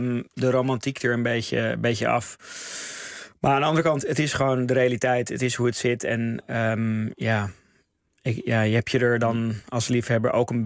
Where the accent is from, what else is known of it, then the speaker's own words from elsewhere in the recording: Amsterdam, North Holland, Netherlands; Zeker, ja, ik kom uit Amsterdam.